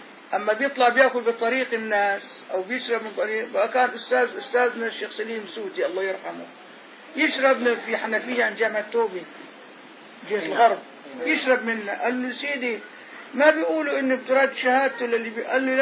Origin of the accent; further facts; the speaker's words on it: Damascus Governorate, Syria; ولا أنا شامي هي غاز أنا شامي